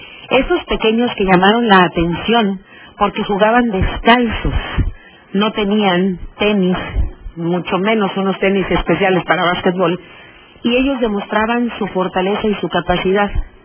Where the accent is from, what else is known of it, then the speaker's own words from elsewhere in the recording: Veracruz, Mexico; soy doblemente orgullosa, una porque soy mexicana y dos porque soy veracruzana.